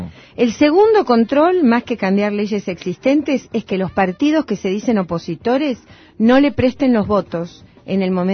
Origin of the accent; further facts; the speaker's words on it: Buenos Aires, Argentina; En mi barrio, yo soy de Villa Crespo